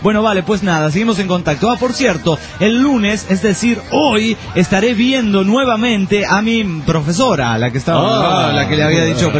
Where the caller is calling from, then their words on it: Hermosillo, Sonora, Mexico; de Hermosillo, Sonora, México.